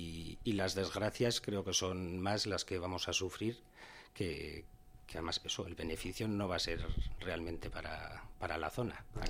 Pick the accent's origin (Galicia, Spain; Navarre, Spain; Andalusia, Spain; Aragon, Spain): Navarre, Spain; Tudela; Yo soy de aquí, de Tudela.